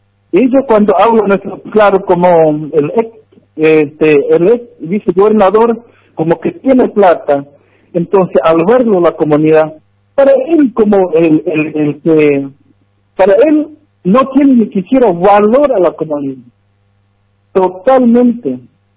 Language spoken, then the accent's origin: Spanish; Argentina; Mi DNI, identificación como argentino ciudadano en la provincia.